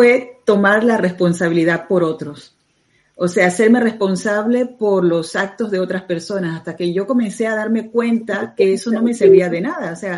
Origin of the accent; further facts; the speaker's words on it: Panama; Yo soy de Latinoamérica, soy de Panamá, entonces para nosotros como que es muy normal